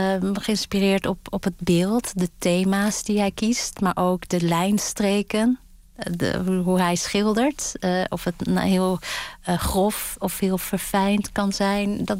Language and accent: Dutch; Gelderland, Netherlands; ik ben in Gelderland opgegroeid, in de buurt van de Veluwe en het Krillemuller Museum.